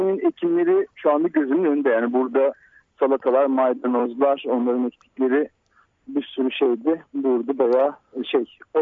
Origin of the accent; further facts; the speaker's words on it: Tuzla, Istanbul, Turkey; ben Tuzla'da büyüdüm. Yani aslında yani çocukluğum Tuzla'da geçti